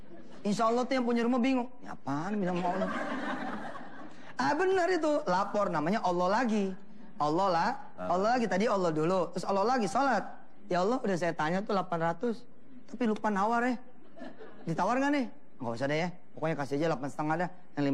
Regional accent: Jakarta, Indonesia; Ribet, saya ini orang Betawi ya, gak demen dikecilin orang.

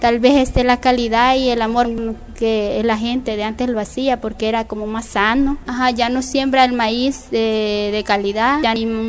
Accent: Guazapa, San Salvador, El Salvador; now in Apopa, El Salvador; Yo soy originaria de Huazapa. Actualmente vivo en Apopa porque me casé y me fui para ahí. Pero yo siempre voy a Huazapa, toda mi vida viví ahí.

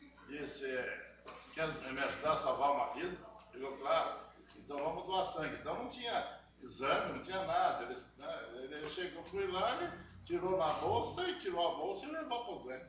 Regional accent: Ponta Grossa, Paraná, Brazil; Mas eu vim de Ponta Grossa, Curitiba

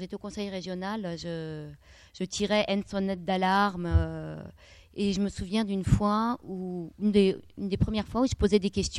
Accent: Grenoble, Auvergne-Rhône-Alpes, France; Alors, je suis de Grenoble.

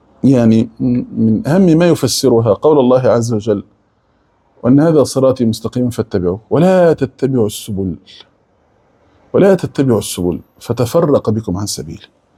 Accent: Egypt; يعني اقول احنا كمصريين فص ملح وداب

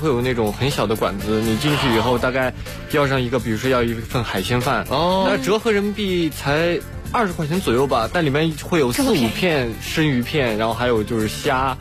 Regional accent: China; 我说我是中国人

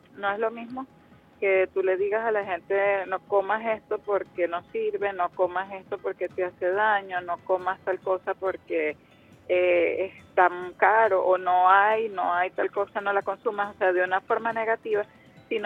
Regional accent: Venezuela; nos obliga como venezolanos, como pueblo, a generar conciencia de cambio de patrones de vida en general

